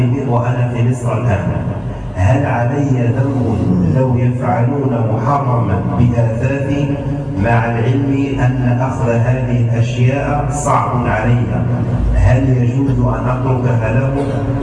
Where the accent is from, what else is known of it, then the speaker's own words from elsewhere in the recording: France; now in Egypt; أنا فرنسي